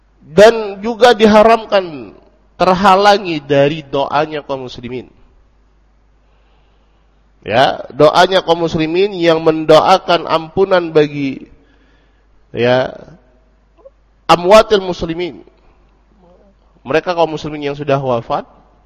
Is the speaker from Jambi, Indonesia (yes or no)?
yes; Sungai Penuh, Jambi, Indonesia; contohnya di kampung saya di Sungai Penuhana itu.